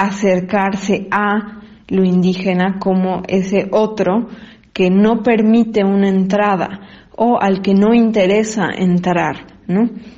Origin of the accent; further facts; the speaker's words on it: Bolivia; como espectadores bolivianos podemos sentir que es un síntoma de una especie de progreso en el cine boliviano